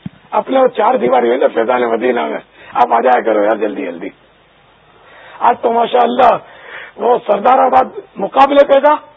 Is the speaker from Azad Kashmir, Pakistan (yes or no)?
no; Karachi, Sindh, Pakistan; born there; باب المدینہ میرا مولد ہے میں یہاں پیدا ہوا ہوں